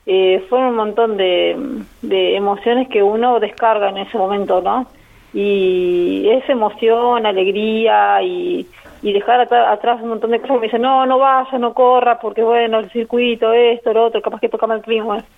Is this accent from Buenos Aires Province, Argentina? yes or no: no; Neuquén, Argentina; now in Buenos Aires, Argentina; Yo soy de Neuquén, nací en Neuquén, pero viajé de Buenos Aires, donde estoy con mi familia.